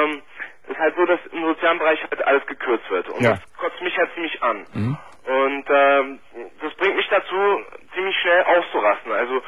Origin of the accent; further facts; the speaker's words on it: Berlin, Germany; Ja, ich komme aus Berlin.